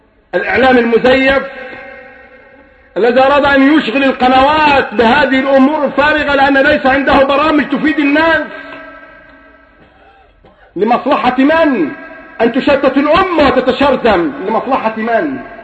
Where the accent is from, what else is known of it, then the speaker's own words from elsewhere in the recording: Egypt; انا بتكلم بكل صراحه يا اخوان صرفا عن اني مصري ولا غير مصري